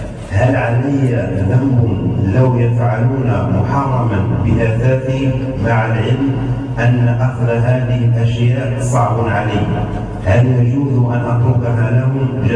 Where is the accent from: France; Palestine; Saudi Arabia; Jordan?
France; now in Egypt; أنا فرنسي